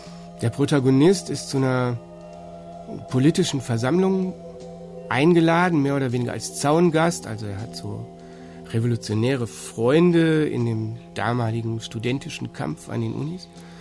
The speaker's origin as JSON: {"language": "German", "town": "Duisburg", "region": "North Rhine-Westphalia", "country": "Germany", "said": "Ich stamme aus Duisburg"}